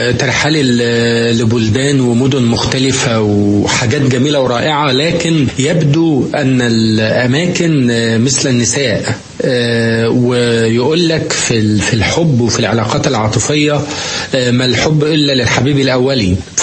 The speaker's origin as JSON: {"language": "Arabic", "country": "Egypt", "said": "لأنه يعني زي ما عندنا في مصر"}